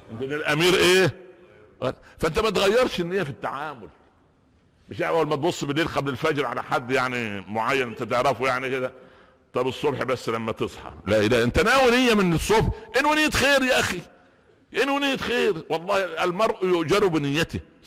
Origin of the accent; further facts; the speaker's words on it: Upper Egypt, Egypt; كنا انا نشات في قريه في الصعيد، صعيد مصر